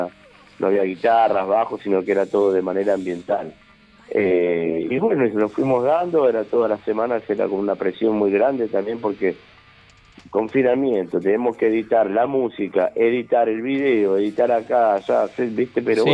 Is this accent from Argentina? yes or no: yes; Claypole, Buenos Aires Province, Argentina; los que vivimos más cerca es Norberto Oviedo, el guitarrista, y yo, somos de acá de Claypole.